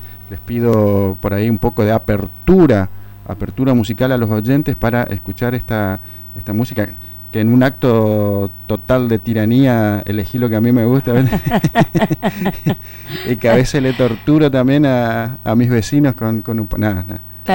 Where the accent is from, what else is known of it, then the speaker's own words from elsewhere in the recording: Argentina; Mirá, vos somos noticias los argentinos nuevamente.